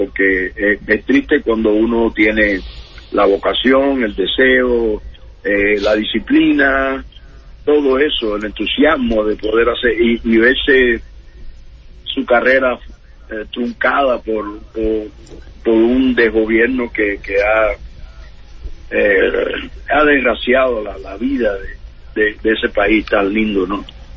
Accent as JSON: {"language": "Spanish", "country": "Cuba", "moved": "as an adult"}